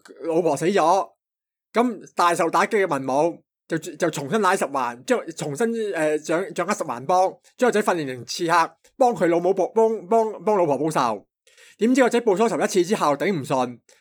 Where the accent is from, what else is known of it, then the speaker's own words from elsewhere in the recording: Hong Kong; 我哋香港人就成日，即系我哋亚洲人啦，